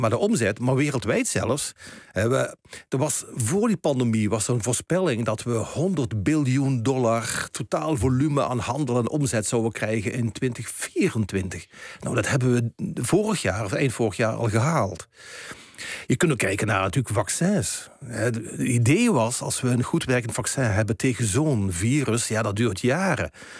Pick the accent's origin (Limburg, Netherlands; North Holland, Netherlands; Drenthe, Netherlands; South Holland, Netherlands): Limburg, Netherlands; ik herinner me nog vroeger als kind, als we op schoolreisje gingen vanuit Limburg, waar ik vandaan kom, ergens hier naar de Randstad.